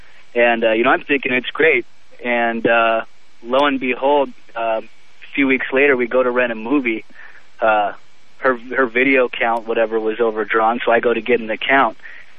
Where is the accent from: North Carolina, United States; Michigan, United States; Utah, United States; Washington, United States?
Washington, United States; Seattle; She's like, yeah, I live real close to you. I'm from Seattle. She was in Kirkland.